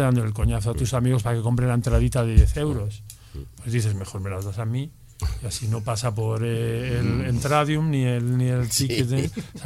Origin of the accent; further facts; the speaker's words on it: Bembibre, Castile and León, Spain; Porque soy de Bembibre, nativa.